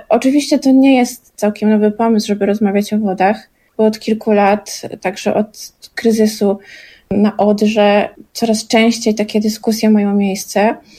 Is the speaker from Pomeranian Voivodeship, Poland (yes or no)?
yes; Gdańsk, Pomeranian Voivodeship, Poland; no bo pochodzę z Gdańska, więc ten powrót do wód to jest też powrót, mój powrót do wody.